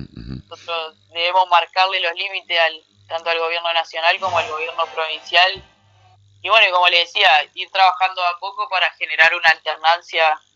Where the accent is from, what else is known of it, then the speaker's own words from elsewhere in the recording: Paraná, Entre Ríos, Argentina; Paraná, que es donde yo nací y crecí toda mi vida